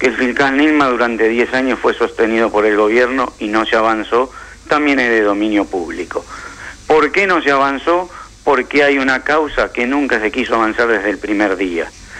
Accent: Argentina; yo soy argentino y judío.

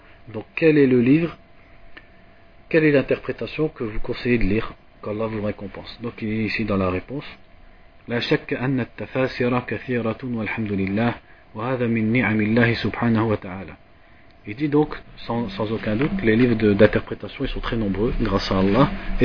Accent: France; comme nous on est de France, on est des fainéants, ça veut dire on n'est pas des Indiens ou des Yéménites.

